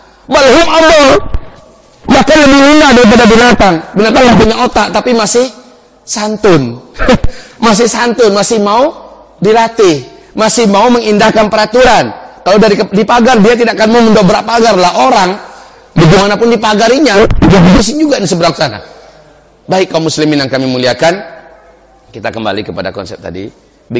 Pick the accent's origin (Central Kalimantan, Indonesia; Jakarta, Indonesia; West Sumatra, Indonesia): West Sumatra, Indonesia; Payakumbuh; Ini sifat pernah saya bahas hampir beberapa bulan di kota saya di Pekumbuh Pak.